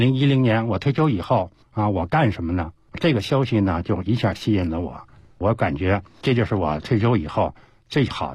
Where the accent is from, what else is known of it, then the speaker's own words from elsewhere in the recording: Beijing, China; 在北京的西单四合院生活了40多年，而且西单距离故宫啊不足3里地，